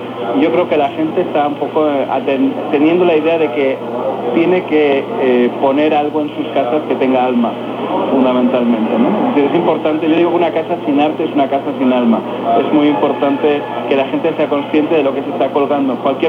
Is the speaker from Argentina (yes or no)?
no; Spain; moved away as an adult; now in Mexico; Yo vine 5 años también desde España en la búsqueda de esas oportunidades que a mí en México me ha concedido, y estoy muy agradecido a este país